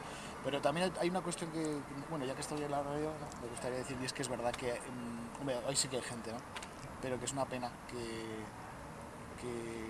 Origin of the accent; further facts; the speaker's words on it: Burgos, Castile and León, Spain; No soy aquí de León, soy de Burgos, no vivo con mi familia.